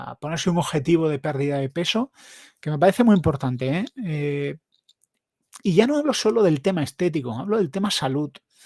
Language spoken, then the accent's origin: Spanish; Granada, Andalusia, Spain; Para más, pero es que soy de Granada.